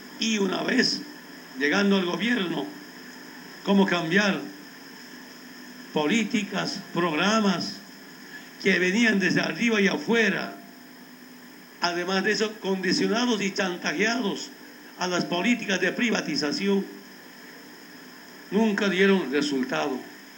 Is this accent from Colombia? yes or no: no; Bolivia; La otra responsabilidad que tenemos como bolivianos